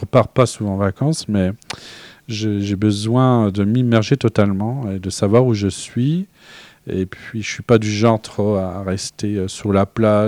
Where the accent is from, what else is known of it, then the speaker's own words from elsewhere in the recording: Grand Est, France; D'adoption, oui, puisque je suis lorrain depuis la nuit des temps.